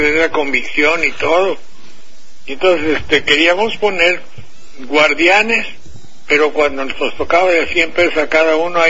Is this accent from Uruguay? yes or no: no; Banderilla, Veracruz, Mexico; debo decir que la delincuencia de mi región en Jalapa, la de mi pueblo Banderilla, pues era es grave desde luego la extorsión